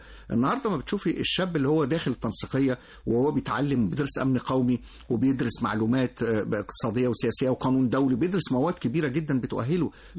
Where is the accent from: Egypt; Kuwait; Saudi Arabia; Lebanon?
Egypt; بس احنا طولنا قوي فيها كمصريين يعني.